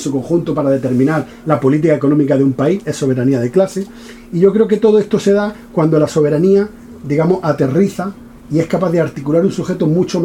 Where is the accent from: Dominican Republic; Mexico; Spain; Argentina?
Spain; El Ejido, Andalusia; Y yo soy de Ejido.